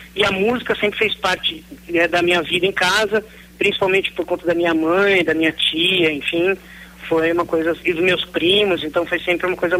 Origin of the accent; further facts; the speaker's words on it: São Paulo, Brazil; also born or lived in Campinas; Olha, eu nasci aqui em São Paulo, né, em meados da década de 70.